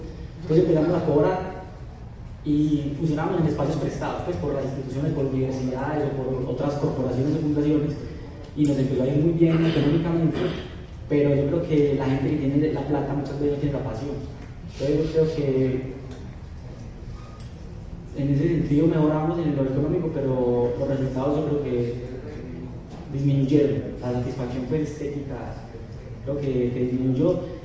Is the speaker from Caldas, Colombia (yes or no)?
yes; Manizales, Caldas, Colombia; vengo de la ciudad de Manizales, de la Fundación Fellini